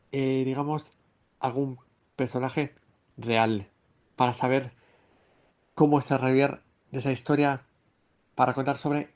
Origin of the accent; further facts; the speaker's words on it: Madrid, Community of Madrid, Spain; Cuando era pequeño vivía yo en Madrid y los veranos en el mes de julio solía venir a Salamanca.